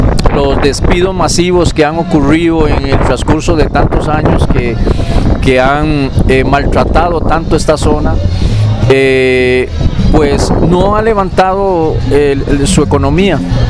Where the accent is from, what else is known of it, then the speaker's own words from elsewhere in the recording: Limón, Costa Rica; soy nativo de la provincia de Limón.